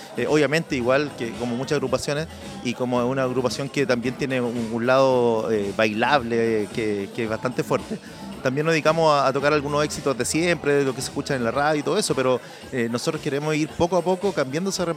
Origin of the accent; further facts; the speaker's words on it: Penco, Biobío, Chile; Yo he nacido y criado en Penco.